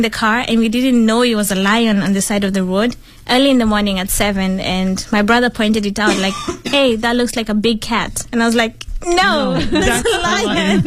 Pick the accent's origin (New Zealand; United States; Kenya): Kenya; English is a second language; moved away as an adult; now in Beijing, China; I'm from Kenya and I study in the Beijing University of Chemical Technology. I study pharmaceutical engineering and I have been in Beijing for 5 years.